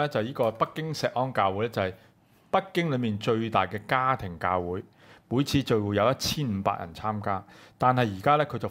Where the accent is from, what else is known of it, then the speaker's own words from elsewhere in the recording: Hong Kong; 咁呢個咧，對我哋香港人嚟講咧